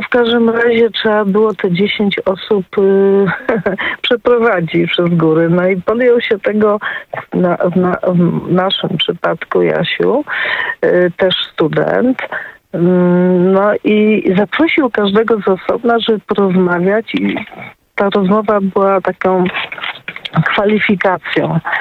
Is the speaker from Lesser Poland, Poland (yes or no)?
no; Wrocław, Lower Silesian Voivodeship, Poland; jestem z Wrocławia